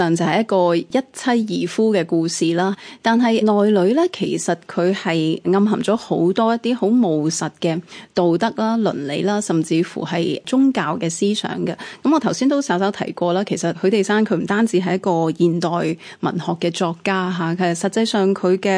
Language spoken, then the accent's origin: Cantonese; Hong Kong; 系我哋香港人多数会就咁叫花生吓，